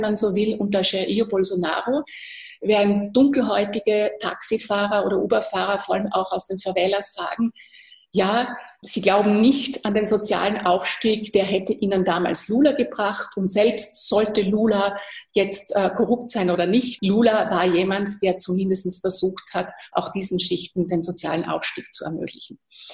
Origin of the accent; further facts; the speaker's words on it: Austria; das kann ich als Österreicherin durchaus verstehen